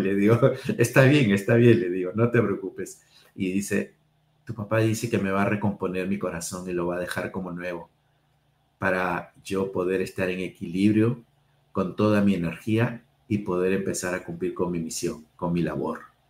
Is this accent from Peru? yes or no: yes; Lima, Peru; born there; mi papá de la zona de la selva, mi papá de la zona andina, yo nací aquí en Lima, mis hermanos nacieron en Lima